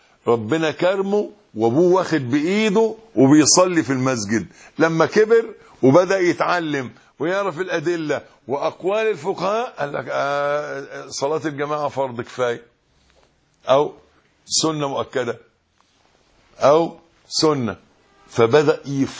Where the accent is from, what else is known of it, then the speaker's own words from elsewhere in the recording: Egypt; يبقى لو حد زي عادتنا كمصريين نحن بيحلفوا بالنبي